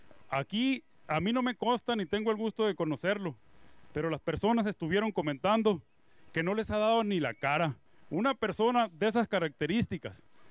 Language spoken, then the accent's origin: Spanish; Bacoachi, Sonora, Mexico; También vengo de Vacuashi.